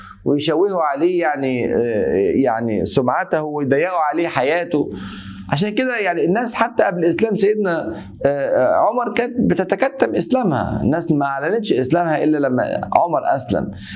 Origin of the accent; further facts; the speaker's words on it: Egypt; زي بيقولوا عندنا في مصر